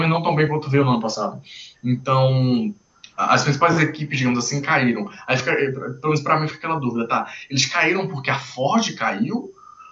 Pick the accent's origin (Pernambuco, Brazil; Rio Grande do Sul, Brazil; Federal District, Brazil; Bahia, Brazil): Pernambuco, Brazil; Recife; Eu sou, não sei se eu já falei, mas eu sou recifense.